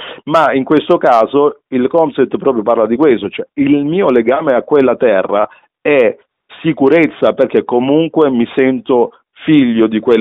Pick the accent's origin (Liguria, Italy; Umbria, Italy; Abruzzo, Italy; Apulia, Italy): Apulia, Italy; Galatina; born there; io sono nato a Lecce, nel Salento, a Galatina, poi in particolare, che è proprio la città della Taranta